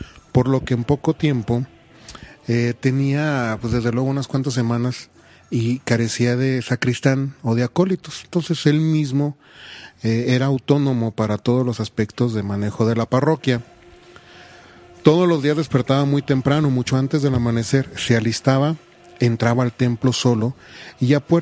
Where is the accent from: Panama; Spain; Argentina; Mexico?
Mexico; esa parte maravillosa que tenemos como mexicanos